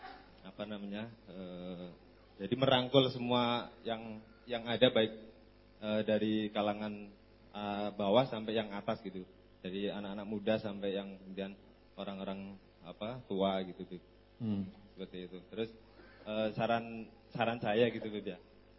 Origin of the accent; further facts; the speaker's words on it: Batang, Central Java, Indonesia; now in Mojosongo, Indonesia; Saya dari Batang, Jawa Tengah.